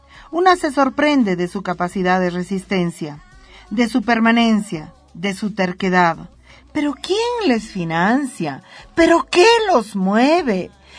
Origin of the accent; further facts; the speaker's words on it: Bolivia; existo, aquí estoy, siento, pienso y soy boliviana.